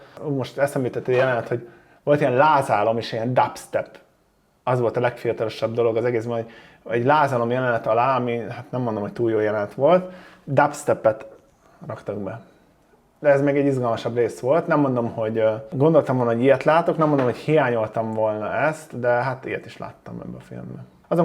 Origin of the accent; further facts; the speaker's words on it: Szomor, Pest, Hungary; Volt benne szomor, ezt mindig ki fogom emelni, onnan származom.